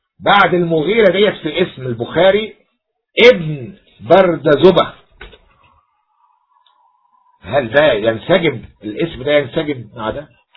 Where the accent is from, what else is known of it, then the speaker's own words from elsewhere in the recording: Egypt; عندنا في مصر ينسب الراهب إلى ديره